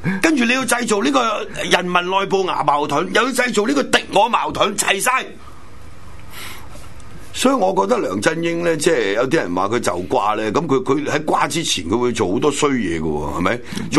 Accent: Hong Kong; 但我现在已经是一个花甲老翁，在香港几十年，我們生于斯长于斯

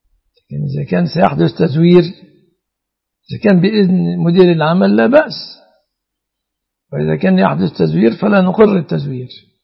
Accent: Egypt; و أعراف الناس السائدة في بلادنا مصر

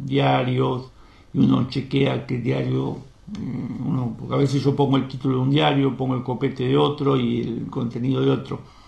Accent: Argentina; Y yo me crié con ese dolor, como todo argentino, de lo que pasó en Malvinas.

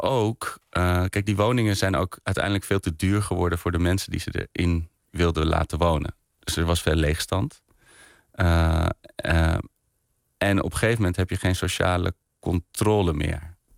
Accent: Diemen, North Holland, Netherlands; ik werd wel door mijn vrienden gepest dat ik uit Diemen kwam. Weet je, dat was, iedereen woonde in Amsterdam en ik woonde dan in dat dorp.

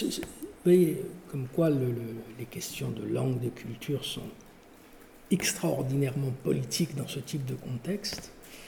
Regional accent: Kabylie, Algeria; c'est pas parce que je suis kabyle

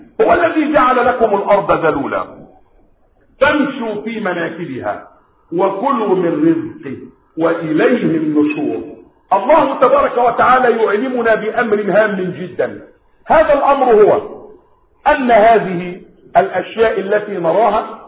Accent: Egypt; يعني بلدكم مصر هذه لم تكن تتكلم باللغة العربية، بلادنا مصر لم تكن تتكلم باللغة العربية

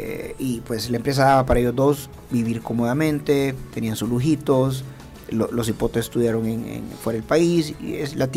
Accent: San Salvador, El Salvador; No, yo soy de San Salvador, pero por eso se voy a decir.

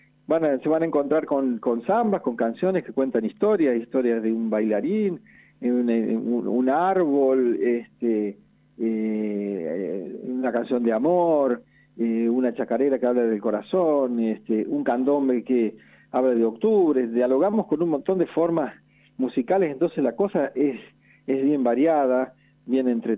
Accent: Huinca Renancó, Córdoba, Argentina; Y yo que soy cordobés, bueno, soy de Huincarnancó, hace muchos años que vivo en Córdoba

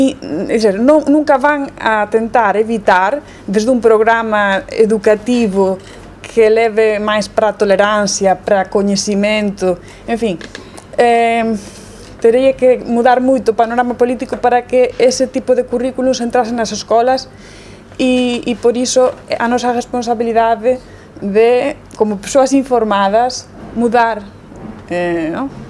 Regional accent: Spain; Portuguese is a second language; Não é de Angola, eu venho da Espanha

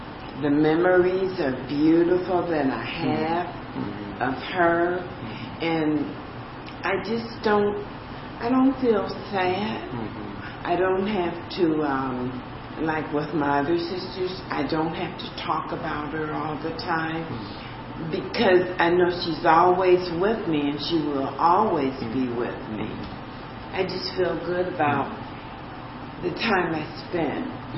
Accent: Detroit, Michigan, United States; And I'm from Detroit, and for a couple of years I used to go to the cemetery all the time

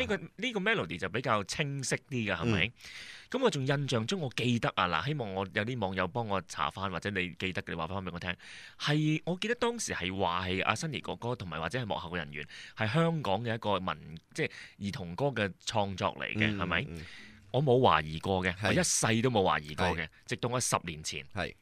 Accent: China; 係我哋中國人嘅特色嚟嘅

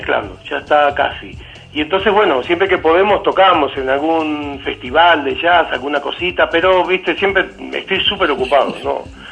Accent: Uruguay; yo soy uruguayo, soy hincha de Peñarol.

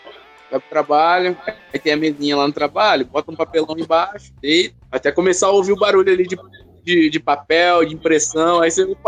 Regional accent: Garça, São Paulo, Brazil; as praças lá na minha cidade de natal, Garça, abençoada Garça, é tudo tranquilo

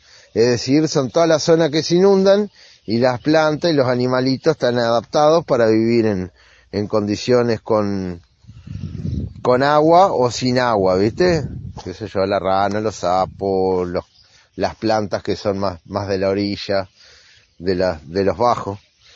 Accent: Gualeguaychú, Entre Ríos, Argentina; soy acá de Rincón del Gato, es una zona rural acá de Gualeguaychú, Entre Ríos.

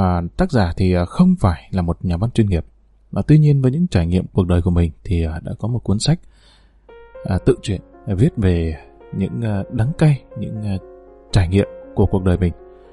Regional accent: Hà Nam, Vietnam; Quê gốc của tôi ở Kim Sơn, tỉnh Ninh Bình. Tôi sinh ra lớn lên ở tỉnh Hà Nam, miền chiêm trũng của châu thổ Bắc Bộ.

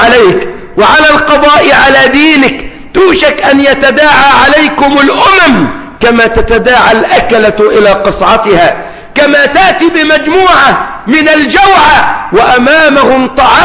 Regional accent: Egypt; تواجهنا كمصريين

